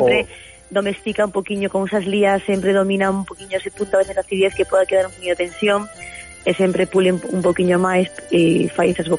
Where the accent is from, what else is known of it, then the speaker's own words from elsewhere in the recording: Galicia, Spain; Pues eu non vou a ser menos galega.